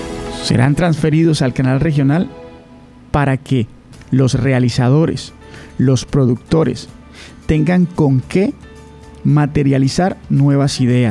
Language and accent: Spanish; Córdoba, Colombia; Espero de todo corazón, como cordobés